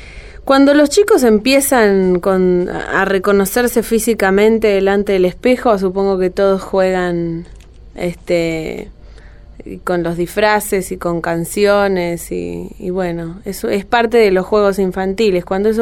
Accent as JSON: {"language": "Spanish", "town": "Palermo", "region": "Buenos Aires", "country": "Argentina", "tie": "born or raised there", "said": "ahí nací, sí, puedo decir que soy una chica de Palermo."}